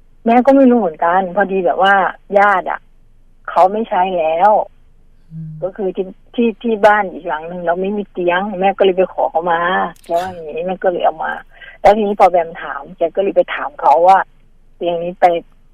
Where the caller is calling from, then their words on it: Khon Kaen, Thailand; ก็โทรมาจากขอนแก่นนะคะ